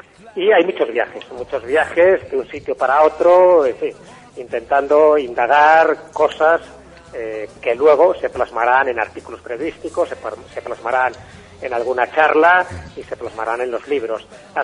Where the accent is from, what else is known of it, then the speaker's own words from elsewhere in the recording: Valderas, Castile and León, Spain; en mi pueblo, en Valderas, en León, sí.